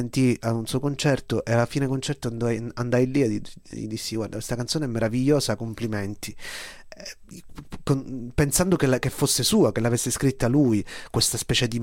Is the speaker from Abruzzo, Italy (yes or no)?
no; Palermo, Sicily, Italy; Sono dell'82, sono nato a Palermo, cresciuto a Palermo, e quindi avevo 10 anni quando a Palermo abbiamo avuto il nostro 11 settembre